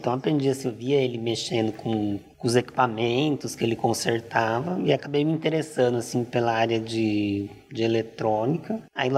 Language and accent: Portuguese; São Paulo, Brazil; E eu também sou do interior de São Paulo